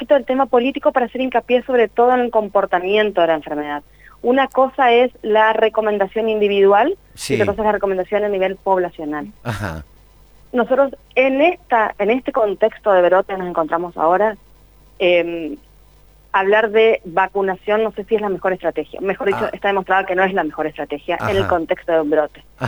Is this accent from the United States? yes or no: no; Chaco, Argentina; Yo soy del Chaco, vivo en la provincia del Chaco.